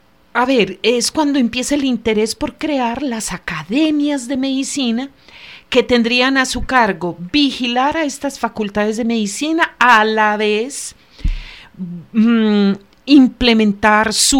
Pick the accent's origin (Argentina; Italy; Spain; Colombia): Colombia; Antioquia; somos antioqueños y entendemos ese proceso histórico.